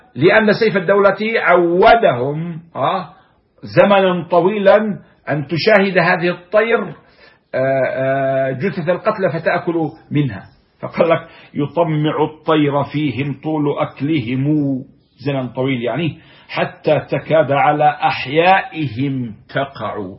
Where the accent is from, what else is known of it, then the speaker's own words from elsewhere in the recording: Palestine; ومرج عامر عندنا في فلسطين هنا في بلادنا في بلاد الشام